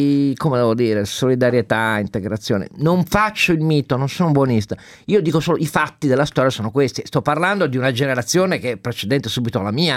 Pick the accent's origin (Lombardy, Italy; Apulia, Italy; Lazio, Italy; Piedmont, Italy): Piedmont, Italy; Turin; Nel quartiere dove sono cresciuto io, a Torino, con la Mirafiori Nord